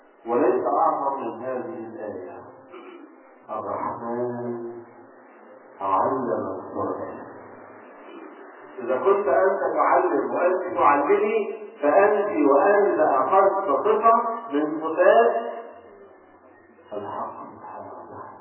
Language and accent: Arabic; Egypt; حتى عندنا في مصر كليات رياض الأطفال خاصة بالطالبات فقط